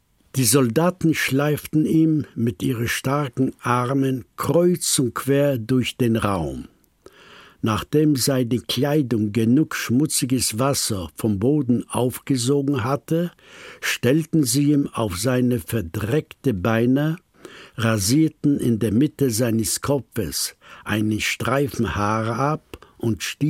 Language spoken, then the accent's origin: German; Poland; German is a second language; moved away; ich stamme aus Polen. Ich bin zwischen 87 Jahre alt geworden